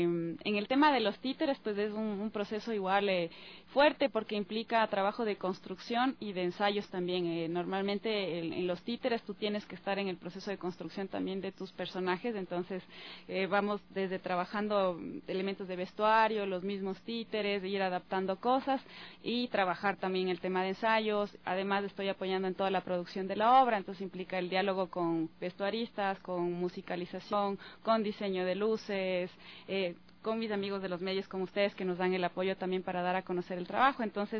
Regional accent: Ecuador; Para mí ha sido también como interesante como ecuatoriana volver a rever biografías

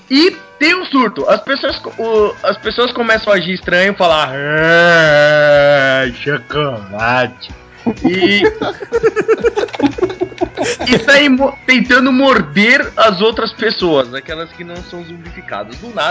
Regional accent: São Paulo, Brazil; É que eu sou de São Paulo, eu não tenho referência, eu não conheço o Rio de Janeiro.

